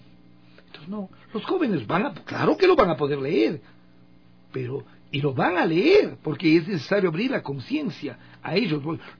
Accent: Ecuador; esos somos los ecuatorianos, le decía, yo fui emigrante.

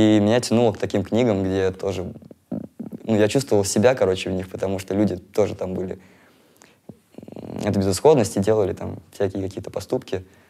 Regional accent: Moscow, Russia; also born or lived in Murmansk; Вообще, короче, я родился в Мурманске.

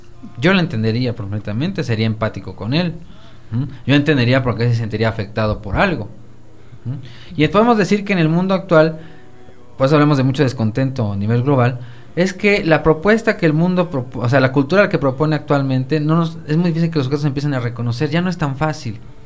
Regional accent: Mexico; nosotros, como mexicanos, en nuestra realidad

